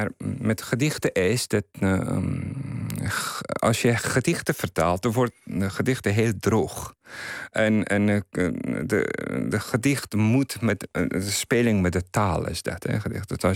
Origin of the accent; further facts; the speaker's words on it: Afghanistan; Dutch is a second language; now in Netherlands; voor mensen daar, ik ben verwisterd. En voor hier, ik ben toch Afghaan.